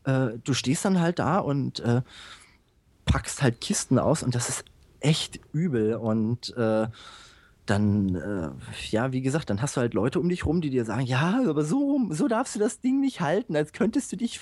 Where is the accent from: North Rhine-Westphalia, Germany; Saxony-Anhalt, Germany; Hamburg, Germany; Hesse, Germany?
Hesse, Germany; Bad Hersfeld; ich komme ursprünglich aus Bad Hersfeld.